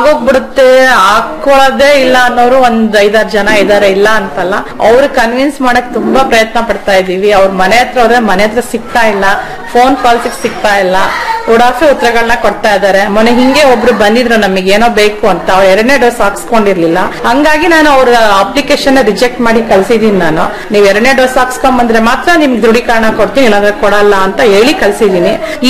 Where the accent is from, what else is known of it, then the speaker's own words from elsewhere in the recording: Bengaluru, Karnataka, India; ಹಾ ಸರ್, ನಾನ್ ಮೂಲತಃ ಬೆಂಗಳೂರಳು. ಆಕ್ಚುಲಿ ನಂಗೆ ಹಳ್ಳಿ ಬಗ್ಗೆ ಏನೋ ಒಂದು ನಾಲೆಡ್ಜ್ ಇರ್ಲಿಲ್ಲ. ಫಸ್ಟ್ ಆಫ್ ಆಲ್ ಎಲ್ಲ ಬೆಂಗಳೂರಲ್ಲಿ ಹುಟ್ಟಿ ಬೆಳೆದಿರೋದು.